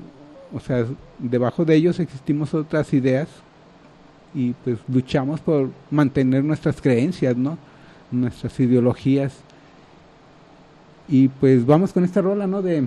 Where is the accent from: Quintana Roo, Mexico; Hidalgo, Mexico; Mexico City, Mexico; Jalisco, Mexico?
Jalisco, Mexico; Guadalajara; somos mexicanos, somos guadalajareños